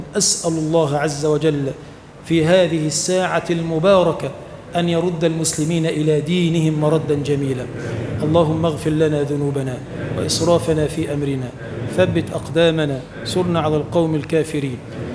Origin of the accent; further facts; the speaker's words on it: Egypt; اللهم اجعل بلدنا مصر بلدا آمنا مطمئنا